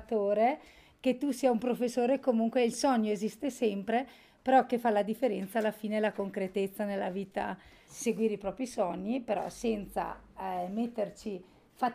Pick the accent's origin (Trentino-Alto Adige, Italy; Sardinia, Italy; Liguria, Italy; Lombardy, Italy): Trentino-Alto Adige, Italy; Folgaria; abito a Folgaria da sempre, sono nata a Folgaria